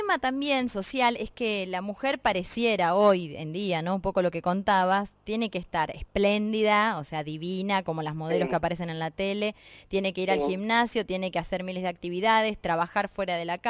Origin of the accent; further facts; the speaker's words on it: Berisso, Buenos Aires Province, Argentina; Yo soy de Berisso